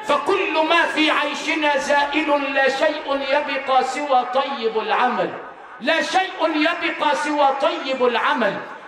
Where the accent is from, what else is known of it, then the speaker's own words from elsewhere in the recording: Sharqia Governorate, Egypt; انا مش من كوكب زحل، انا ابن الشرقيه بس لفتها شرق وغرب